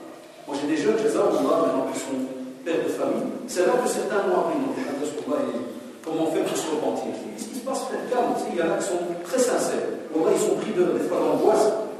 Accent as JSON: {"language": "French", "country": "Belgium", "said": "Chez moi, en Belgique, c'est une autre loi que chez vous."}